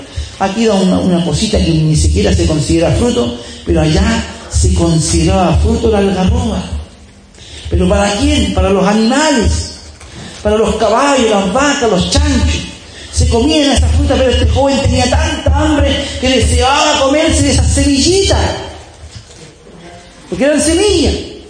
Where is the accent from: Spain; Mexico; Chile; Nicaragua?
Chile; Estoy puro tonteando, como decimos un chileno